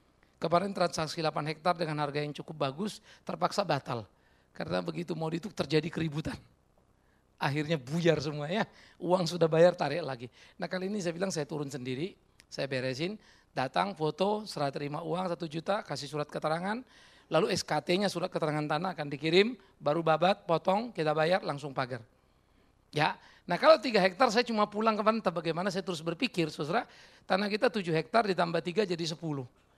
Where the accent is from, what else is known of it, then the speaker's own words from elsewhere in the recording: North Sumatra, Indonesia; Walaupun sebagai orang Batak yang cukup bergerak cepat, kadang-kadang saya pikir kok Tuhan ini agak Jawa ya, agak lambat begitu.